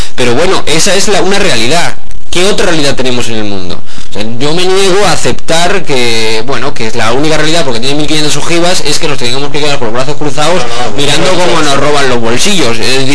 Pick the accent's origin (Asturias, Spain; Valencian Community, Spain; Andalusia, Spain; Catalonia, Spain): Andalusia, Spain; Yo creo que soy único porque soy andaluz